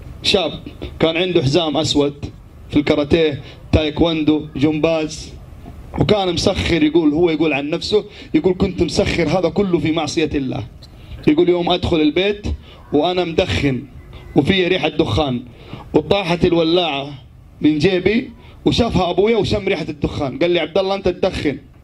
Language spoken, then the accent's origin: Arabic; Jeddah, Makkah Province, Saudi Arabia; في شارع تفحيط عندنا في جدة